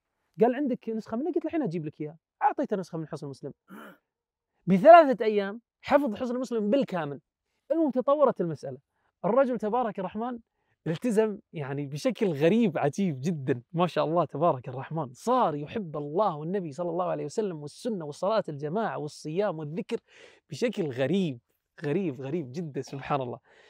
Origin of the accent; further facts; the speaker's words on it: Kuwait; يعني منطقه عندنا بالكويت.